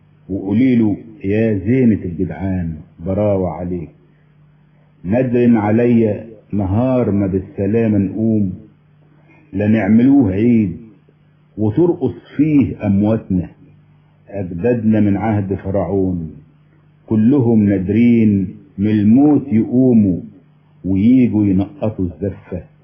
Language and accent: Arabic; Egypt; هو انا اولا مصري الجنسية، والمصريين بشكل عام